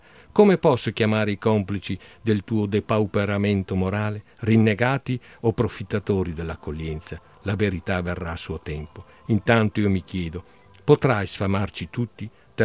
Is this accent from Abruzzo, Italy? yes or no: no; Veneto, Italy; also born or lived in Padua; io sono un veneto patocco, quindi insomma io sono nato a Padova, ma per un giorno poi l'infanzia trascorsa in Cadore, poi Venezia è sempre stato il mio grande amore, anche per parentela